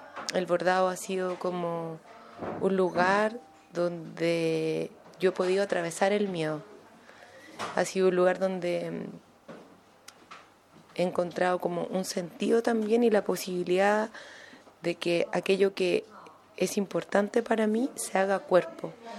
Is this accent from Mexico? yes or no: no; Chile; soy una mujer chileno-palestina, desde ahí me reconozco y me posiciono.